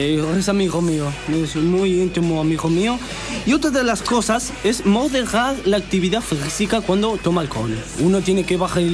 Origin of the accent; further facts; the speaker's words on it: Paris, Île-de-France, France; Spanish is a second language; Yo, París.